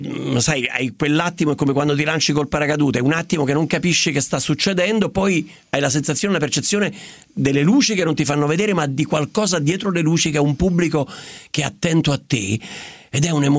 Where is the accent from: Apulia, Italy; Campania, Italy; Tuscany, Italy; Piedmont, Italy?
Campania, Italy; Naples; born there; Sono nato a Napoli, 1951, e quindi sono, ahimè, 65, sono tanti.